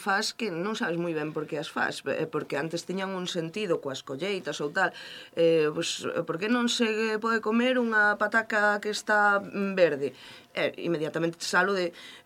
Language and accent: Galician; Galicia, Spain; a xente que somos de Galicia é nos moi próxima, porque medramos sempre cos contos que se os da Santa Compaña, que se os dos mortos, e entón eu tive a sorte de medrar nunha aldea na que todo isto me foi transmitido por vía de meus avós